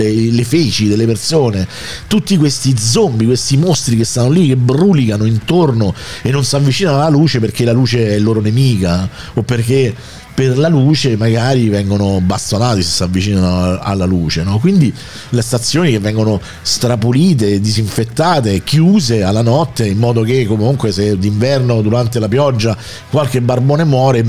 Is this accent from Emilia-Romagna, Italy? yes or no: no; Rome, Lazio, Italy; Lo posso dire, da romano, da amante di sta città, a me sta cosa fa schifo.